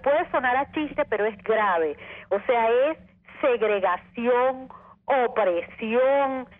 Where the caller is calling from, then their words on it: Baruta, Miranda, Venezuela; de Baruta.